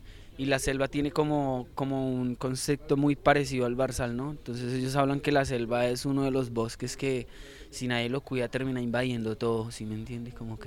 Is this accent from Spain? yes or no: no; Bogotá, Colombia; Yo vengo de Bogotá, a mí me dice usted Rolo y yo le digo, no, yo soy lachuno, porque yo crecí en Los Laches, ¿me entiende?